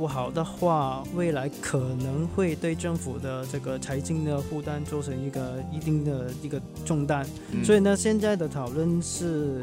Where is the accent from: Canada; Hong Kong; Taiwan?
Hong Kong; 我期望作为一个香港人，